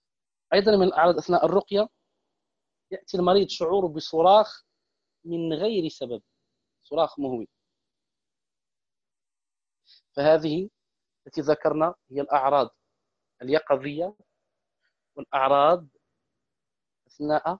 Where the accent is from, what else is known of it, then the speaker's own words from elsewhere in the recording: Morocco; احتفالات هنا عندنا في المغرب